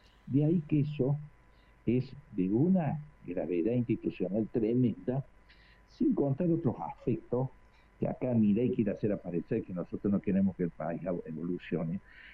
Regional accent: Córdoba, Argentina; Ayer me ha dado vergüenza ajena, como abogado y como cordobés

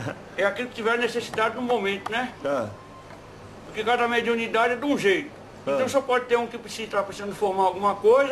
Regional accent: Senhor do Bonfim, Bahia, Brazil; Da Bahia, eu sou baiano, lá do Senhor do Bofim.

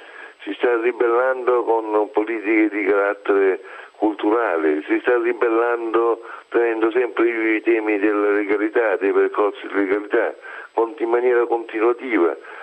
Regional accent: Mesagne, Apulia, Italy; Può darsi che aspettava i ragazzi del mio paese, ma non sappiamo se i ragazzi di Mesagne

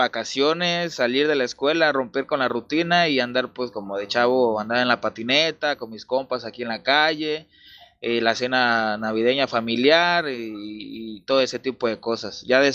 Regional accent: Mexico; todavía seguimos, nosotros como mexicanos, seguimos reproduciendo estos sistemas religiosos

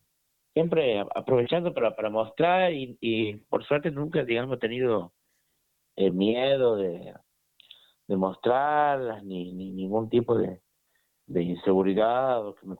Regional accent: Frías, Santiago del Estero, Argentina; now in Santiago del Estero, Argentina; De Frías, sí. Pero bueno, casi toda la vida he vivido aquí en Santiago, digamos. Mucho tiempo en Frías, en Santiago.

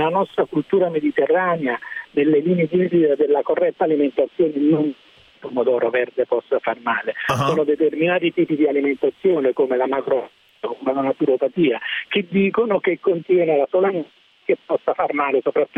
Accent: Naples, Campania, Italy; io sono napoletano, per cui apprezzo i pomodori del Vesuvio

